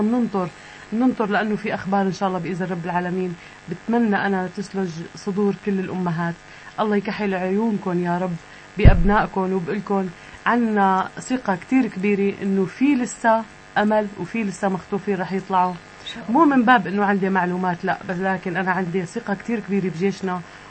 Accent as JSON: {"language": "Arabic", "town": "Damascus", "region": "Damascus Governorate", "country": "Syria", "said": "أنا من سكان الشام"}